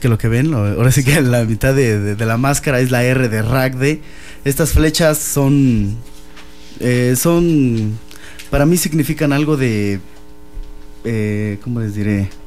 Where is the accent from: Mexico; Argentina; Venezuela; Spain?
Mexico; Tulancingo, Hidalgo; Pues sí, ahora sí que somos de aquí, de Tulancingo, somos raza de aquí